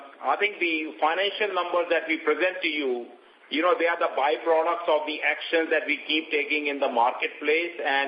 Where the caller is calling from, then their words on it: Bangalore, Karnataka, India; I'm calling you from Bangalore